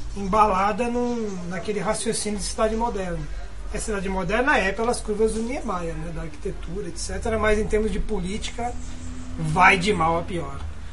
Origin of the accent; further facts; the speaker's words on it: São Paulo, Brazil; now in Brasília, Brazil; Bom, em Brasília, eu venho de São Paulo, em Brasília eu respiro melhor